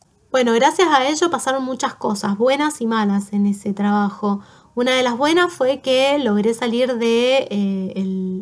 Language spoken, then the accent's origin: Spanish; Mendoza, Argentina; now in Buenos Aires, Argentina; Yo soy oriunda de Mendoza y terminé estudiando arquitectura en la UBA. Aquí en Buenos Aires